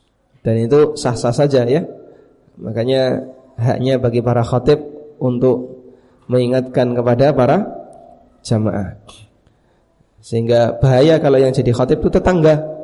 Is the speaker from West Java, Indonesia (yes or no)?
no; Paciran, East Java, Indonesia; di kampung Paciran itu, di kampung saya, ada seorang tokoh yang sangat disegani, tokoh Muhammadiyah.